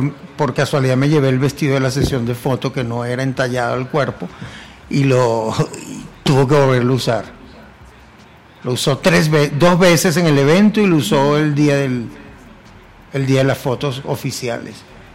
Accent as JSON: {"language": "Spanish", "town": "Palo Negro", "region": "Aragua", "country": "Venezuela", "tie": "born or raised there", "lives_now": "Mexico", "said": "Pero así es mi pueblo y así se llamaba el concurso."}